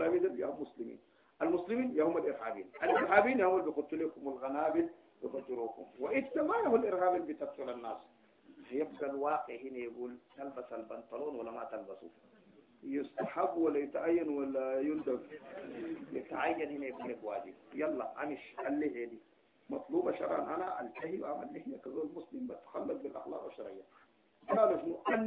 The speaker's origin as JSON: {"language": "Arabic", "country": "Sudan", "moved": "yes", "said": "اللي انا شلتها معايا من السودان مشيت اوروبا"}